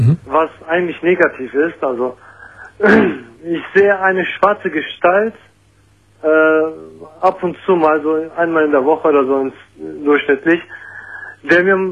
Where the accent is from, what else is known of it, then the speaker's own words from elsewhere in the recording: Turkey; German is a second language; Ich bin Türke.